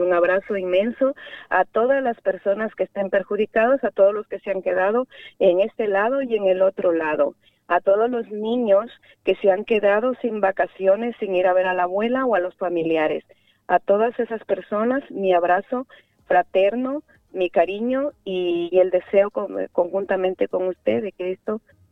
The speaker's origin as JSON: {"language": "Spanish", "region": "Zamora-Chinchipe", "country": "Ecuador", "tie": "born or raised there", "said": "Yo soy una persona de Zamora Chinchipe, donde hemos nacido y pisado oro. No he querido explotar mi tierra, mi provincia, y he salido fuera a trabajar para no perjudicar la naturaleza"}